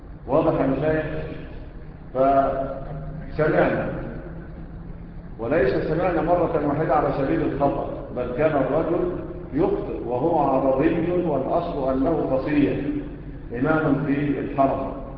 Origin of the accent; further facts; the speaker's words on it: Egypt; احنا كمصريين بتعمل ايه؟